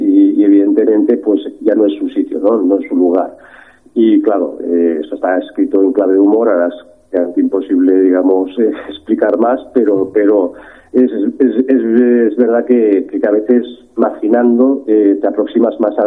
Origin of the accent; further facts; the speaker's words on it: Catalonia, Spain; O sea que somos catalanes para dar y vender en América, en Filipinas, donde quieras.